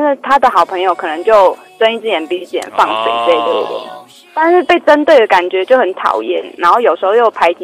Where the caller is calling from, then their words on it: Taipei, Taiwan; 我是台北的